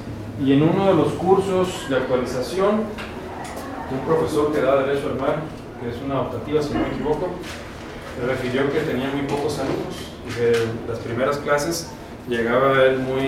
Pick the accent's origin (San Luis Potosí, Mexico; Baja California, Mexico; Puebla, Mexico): Baja California, Mexico; Pues soy de Baja California.